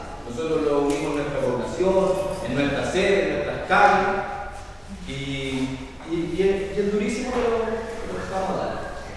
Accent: Colina, Santiago Metropolitan, Chile; Nosotros venimos de la comuna de Colina, acá está Santiago, acá está Colina, y ahí se va avanzando. Estamos a unos 30 kilómetros más o menos al norte de Santiago, y la verdad es que ha sido muy difícil crecer en ese espacio

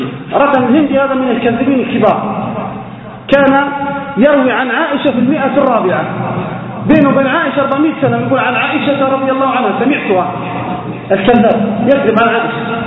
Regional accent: Libya; لجماعة الإسلامية المقاتلة عندنا في ليبيا

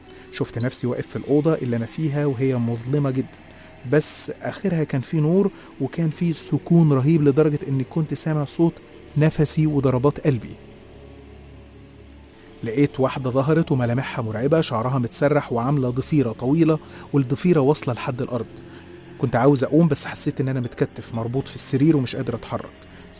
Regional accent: Qena Governorate, Egypt; إحنا أصلا من الصعيد من محافظة قنا

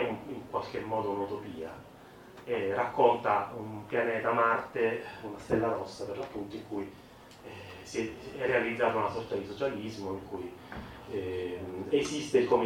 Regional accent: Cosenza, Calabria, Italy; Io da Cosentino soffro molto a dire questa cosa di Catanzaro.

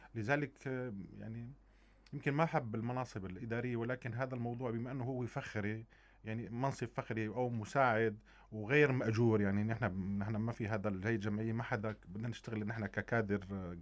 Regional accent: Syria; طبعا رسالتي انا كفنان سوري

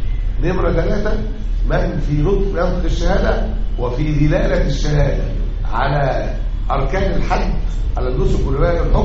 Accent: Egypt; أعني مسألة الأحداث الأخيرة اللي عندنا في مصر دي

